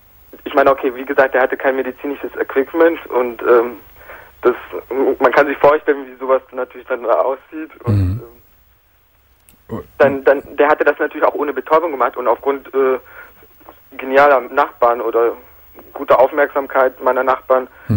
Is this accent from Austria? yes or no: no; Brazil; moved away; Weil ich bin gebürtiger Brasilianer und damals in Brasilien auch wohnhaft gewesen.